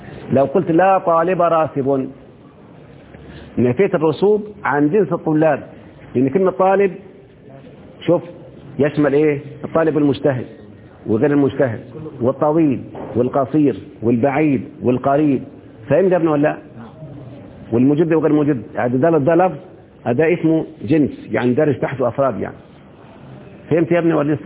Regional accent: Egypt; احنا كمصريين بنتكلم بلغة القصر الآن

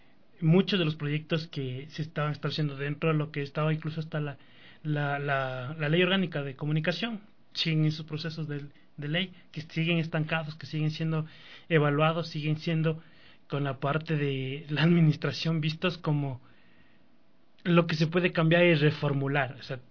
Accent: Ecuador; las necesidades que tenemos como ecuatorianos

